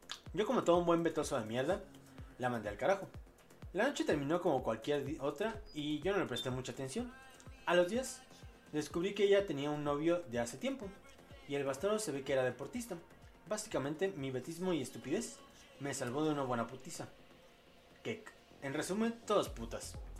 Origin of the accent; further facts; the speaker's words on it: Mexico; ya despierto en mi país, aquí en México